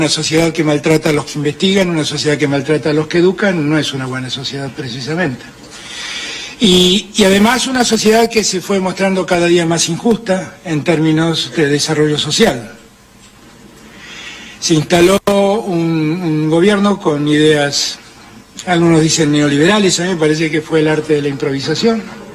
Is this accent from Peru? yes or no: no; Argentina; now in Spain; Muchos argentinos que están viviendo acá en España